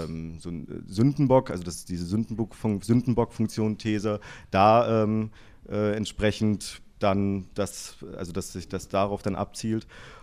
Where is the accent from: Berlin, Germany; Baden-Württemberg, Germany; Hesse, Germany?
Berlin, Germany; Also ich bin aus Berlin